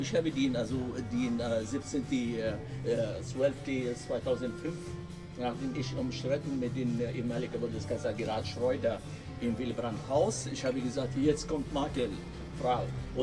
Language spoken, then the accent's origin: German; Lebanon; German is a second language; now in Berlin, Germany; Ich bin eine Libanese aus Libanon, seit 33 Jahren lebe ich hier.